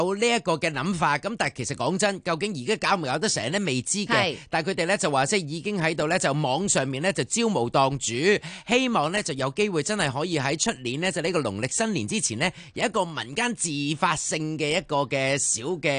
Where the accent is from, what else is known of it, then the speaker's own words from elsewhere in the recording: Hong Kong; 我哋香港人